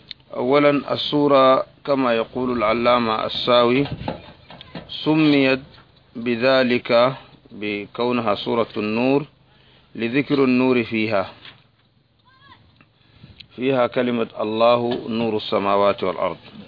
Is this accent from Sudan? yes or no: yes; Sudan; ناس وزارة التربية والتعليم عندنا في السودان